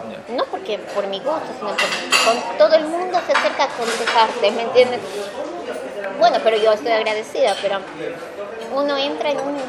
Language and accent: Spanish; Ecuador; now in Concepción, Chile; es porque soy ecuatoriano